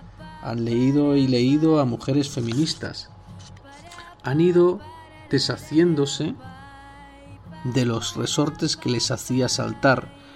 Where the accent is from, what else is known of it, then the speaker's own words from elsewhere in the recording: Andalusia, Spain; o porque soy andaluza